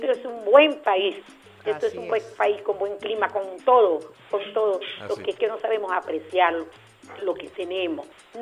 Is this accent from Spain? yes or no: no; Venezuela; nosotros los venezolanos